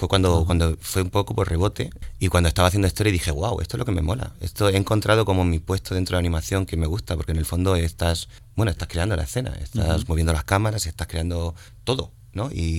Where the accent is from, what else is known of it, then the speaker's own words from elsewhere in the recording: Granada, Andalusia, Spain; also born or lived in Madrid; Yo he nacido en Madrid, pero soy granadino. Vale. He crecido en Granada, me he formado en Granada, me he metido en mi primera borrachera en Granada, me he creado yo como persona en Granada